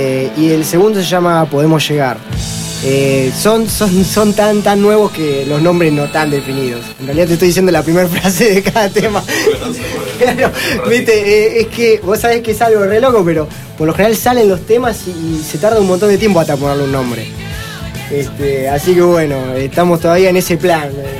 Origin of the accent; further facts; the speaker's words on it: Buenos Aires, Argentina; nosotros, si bien somos de allá de Zona Sur, nos gusta movernos.